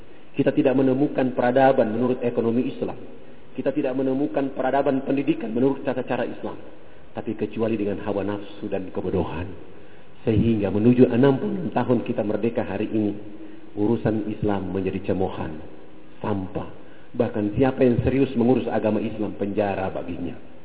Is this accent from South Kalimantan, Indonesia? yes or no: no; Papua, Indonesia; Saya berhadapan dengan mereka karena saya orang Irian dan saya bicara Muslim